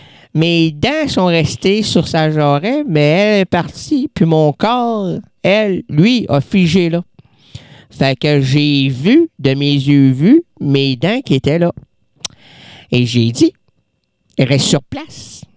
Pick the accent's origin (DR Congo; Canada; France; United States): Canada; Quebec; C'est pour ça que chez nous, au Québec, aller dans les Laurentides, là, nos arbres sont sublimes.